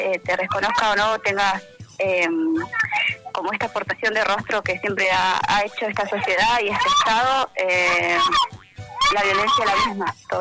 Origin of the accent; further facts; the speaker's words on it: Viedma, Río Negro, Argentina; born there; Yo soy, mi lugar de origen es Río Negro, Viedma, Carmen de Patagones, donde yo nací. Mi familia viene de la meseta Sumuncura, soy mapuche. Toda mi remá, mi familia es mapuche.